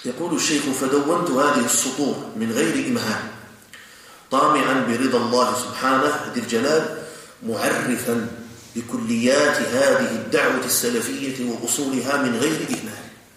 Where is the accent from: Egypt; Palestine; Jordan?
Jordan; بأمن بلدنا الأردن المحروس